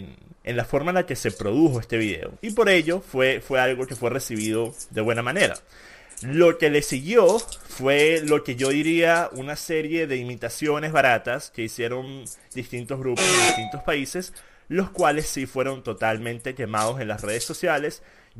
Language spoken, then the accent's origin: Spanish; Venezuela; y eso me incluyo a mí mismo siendo venezolano.